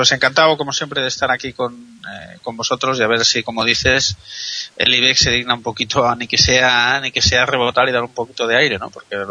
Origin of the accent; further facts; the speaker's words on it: Spain; nos preocupa porque somos españoles y estamos aquí